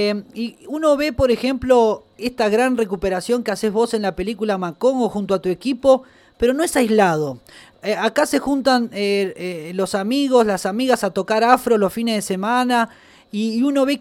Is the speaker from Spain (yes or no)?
no; Córdoba, Argentina; la necesidad de conformar nuestra identidad como cordobeses, como argentinos